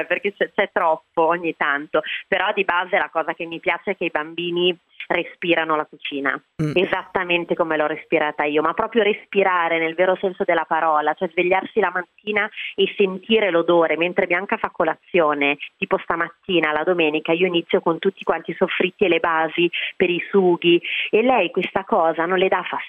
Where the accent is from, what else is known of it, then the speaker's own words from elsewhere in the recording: Campania, Italy; Io sono una campana, quindi con un amore folle per il sud e per la cucina mediterranea